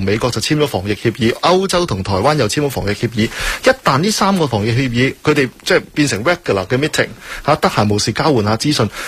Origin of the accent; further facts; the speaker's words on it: China; 虽然我哋系中国人，不过嗰边啲资料好似准